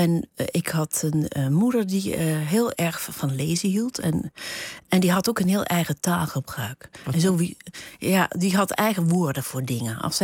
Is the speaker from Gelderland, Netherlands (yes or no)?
yes; Huissen, Gelderland, Netherlands; ik kom uit Huissen. Ik ben geboren in Huissen. Dat ligt tussen Arnhem en Nijmegen in de Betuwe. En daar spraken ze vroeger, nog in mijn tijd, ook over Betuws. Dat is echt een streektaal.